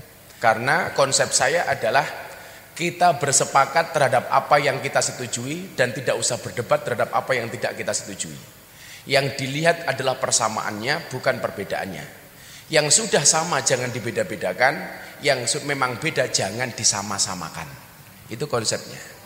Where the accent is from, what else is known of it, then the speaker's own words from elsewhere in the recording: Yogyakarta, Special Region of Yogyakarta, Indonesia; also born or lived in Lampung; Saya aslinya Bandengan sini, Tegal Sari. Lahir di Lampung. Gede ning Yogyakarta. … putra Jawa kelahiran Sumatera.